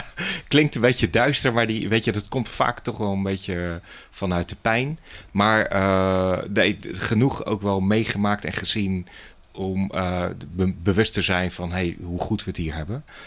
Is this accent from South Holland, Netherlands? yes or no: yes; Rotterdam, South Holland, Netherlands; 51 jaar. Wereldburger met een Rotterdamse mindset. Geboren en getogen in Rotterdam. Altijd wel hier in de omgeving gewoond. Nu ook nog steeds woonachtige in Rotterdam, vlakbij Medestation Kapelsebrug.